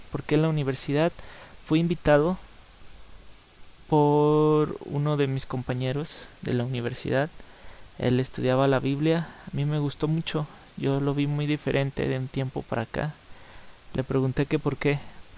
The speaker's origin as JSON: {"language": "Spanish", "town": "Guadalajara", "region": "Jalisco", "country": "Mexico", "said": "Guadalajara se encuentra en el estado de Jalisco de la República Mexicana. Y bueno, el gentilicio de los que somos de Guadalajara es tapatío. Soy tapatío o jalisquillo, como quieras decirme."}